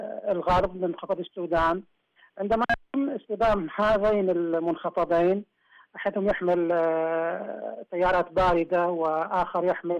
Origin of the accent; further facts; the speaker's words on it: Eastern Province, Saudi Arabia; لا أنا أقول ما راح يصير هذا عندنا في الشرقية